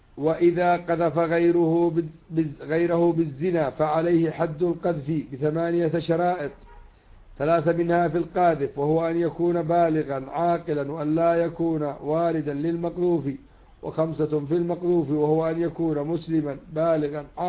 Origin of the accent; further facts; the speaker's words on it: Yemen; ولذلك الذي قتل الأمريكيين عندنا في اليمن